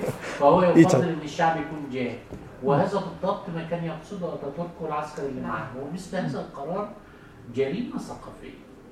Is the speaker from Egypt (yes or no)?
yes; Egypt; يعني هو بالتأكيد كان زي الأخ اللي عندنا في مصر